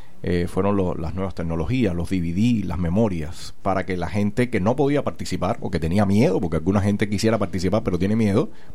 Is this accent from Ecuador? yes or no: no; Cuba; más interés en lo que estaba ocurriendo en mi país. Me doy cuenta que realmente, aunque profesionalmente me iba bien en otro lugar, pero realmente mis raíces estaban en Cuba